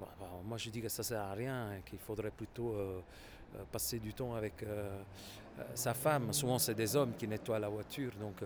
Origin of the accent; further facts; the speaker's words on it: Naples, Campania, Italy; French is a second language; je l'ai vécu aussi chez moi à Naples, au sud de Naples